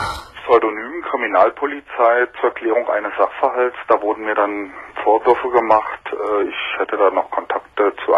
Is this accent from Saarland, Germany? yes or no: no; Berlin, Germany; Damals DDR. Im Grunde bin ich in der Stadt geblieben. Ich war West-Berliner.